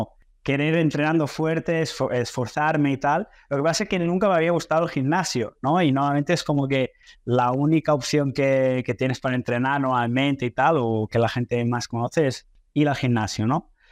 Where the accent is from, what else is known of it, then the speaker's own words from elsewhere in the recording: Spain; also born or lived in Brazil; soy medio brasileño, medio español. Mi madre es catalana, mi padre es brasileño. Yo en realidad nací en Brasil, pero me crié en España. Entonces, como que, bueno, tengo esa doble cultura, ¿no? Digamos, mezcla de culturas. Y en realidad yo estudié la universidad en Brasil.